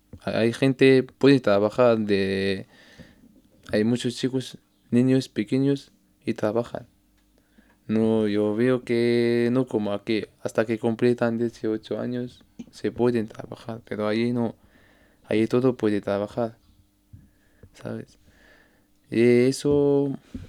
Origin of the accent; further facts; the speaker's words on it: Tangier, Tanger-Tetouan-Al Hoceima, Morocco; Spanish is a second language; Soy de Tánger, mi ciudad se llama Tánger.